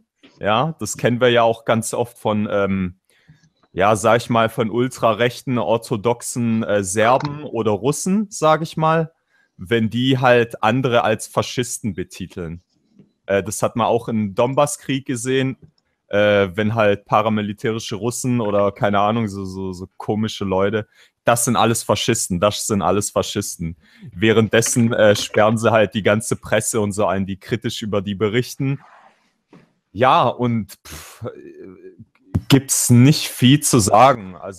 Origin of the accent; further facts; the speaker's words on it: Turkey; Ich bin Türke, ich bin anders.